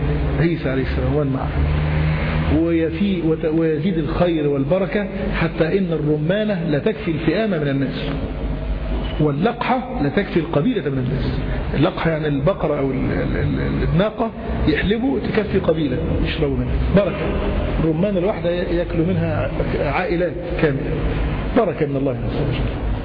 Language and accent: Arabic; Cairo, Cairo Governorate, Egypt; باب لد حتة زي عندنا في القاهرة